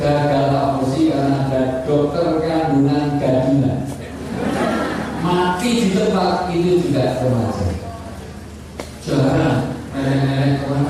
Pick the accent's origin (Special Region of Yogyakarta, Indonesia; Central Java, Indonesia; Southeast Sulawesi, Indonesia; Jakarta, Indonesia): Special Region of Yogyakarta, Indonesia; Yogyakarta; saya berikan yang kuat dulu, karena saya orang Jogja.